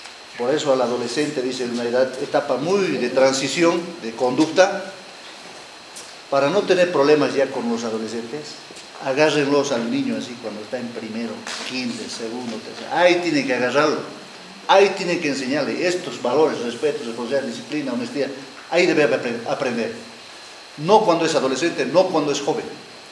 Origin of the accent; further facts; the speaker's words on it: Tarija, Bolivia; Antes mis profesores, cuando yo estaba, yo vengo de Tarija, agarrote limpio